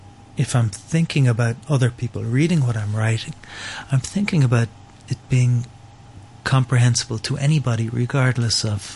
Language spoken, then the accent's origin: English; Ireland; moved away as an adult; Yeah, well, I live in Romania, so I've lived outside Ireland. Well, I'm in my mid-40s now. I've lived outside Ireland for since I was 21.